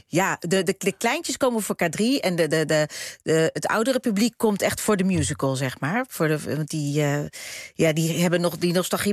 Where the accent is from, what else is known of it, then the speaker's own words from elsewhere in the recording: Netherlands; accent: Dutch; En dan kwam ik met mijn Hollandse accent. Ik was me heel erg bewust. Ik kreeg een interview, ik durfde niet eens te praten. Ik schaamde me gewoon voor mijn accent.